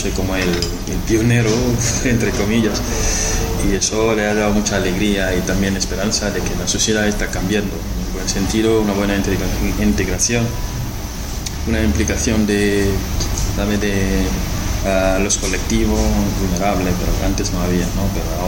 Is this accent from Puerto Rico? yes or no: no; Senegal; Spanish is a second language; como yo soy de Senegal.